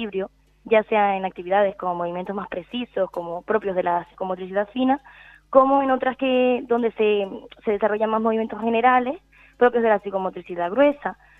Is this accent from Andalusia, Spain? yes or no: no; Canary Islands, Spain; pusimos un rasgo de nuestra identidad como canaria